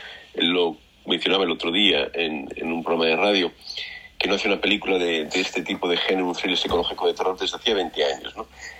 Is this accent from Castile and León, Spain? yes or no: no; Madrid, Community of Madrid, Spain; also born or lived in Barcelona; Pues mira, yo soy de Madrid, pero viví en Barcelona un par de años